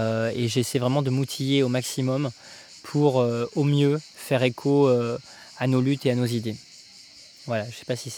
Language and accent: French; Sainte-Foy-la-Grande, Nouvelle-Aquitaine, France; initialement, je suis originaire de Sainte-Foy-la-Grande, une magnifique et splendide ville en Gironde, dans laquelle a grandi Élisée Reclus, ce grand géographe, grand penseur de l'anarchie. Une ville également où il y a beaucoup de voyageurs, des gens de ma famille notamment, parce que ma mère est gitane